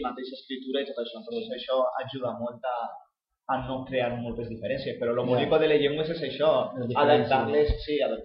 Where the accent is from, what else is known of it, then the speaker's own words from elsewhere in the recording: Western Sahara; en el Sahara parlem un dialecte de l'àrab